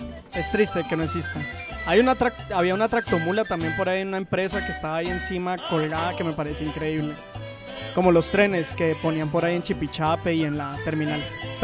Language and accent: Spanish; Cali, Valle del Cauca, Colombia; Y me acordaba en el barrio donde yo crecí, en Floralia, por allá en la península de Floralia, se llama eso